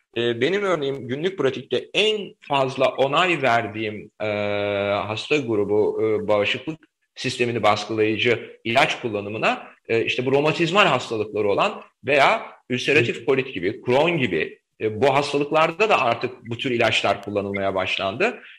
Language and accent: Turkish; Aegean Region, Turkey; Yani ben bir Egeli olarak özellikle Samos ve o bölge benim için çok önemlidir.